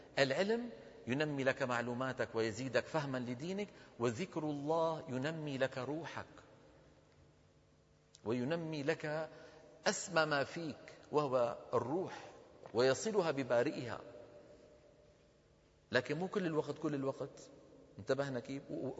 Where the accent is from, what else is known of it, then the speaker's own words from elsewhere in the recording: Damascus, Damascus Governorate, Syria; بزمانه عندنا في دمشق